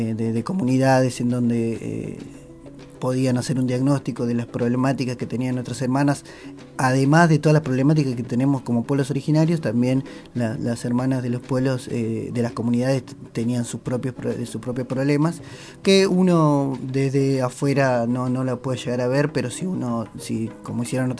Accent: San Antonio de los Cobres, Salta, Argentina; Yo soy de Salta, de la Puna de Atacama, más concretamente del pueblo de San Antonio de los Cobres.

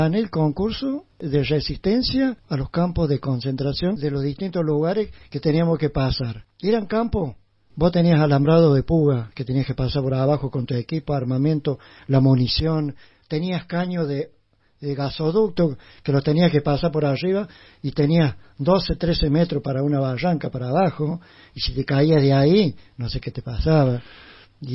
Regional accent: Chilín, Córdoba, Argentina; Yo no soy nativo de acá de Capilla del Monte, yo soy nativo de acá de Chilín.

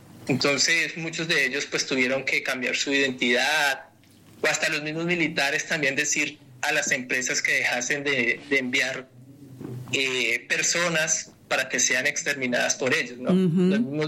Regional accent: Colombia; acercándonos al país de donde soy, que es Colombia

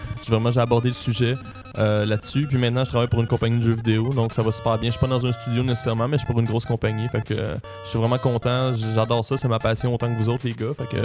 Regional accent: Brossard, Quebec, Canada; J'allais chez ma gardienne quand j'étais jeune, à Brossard, parce que moi j'étais un gars de la rive sud.

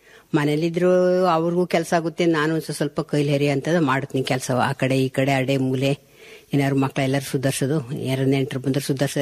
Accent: Kuguru, Karnataka, India; ನಾವು ಕೂಗೂರಲ್ಲಿ ಹುಟ್ಟಿ ಬೆಳೆದಿದ್ದು, 50 ವರ್ಷ ಆಯ್ತು ಮದುವೆ ಆಗಿ.

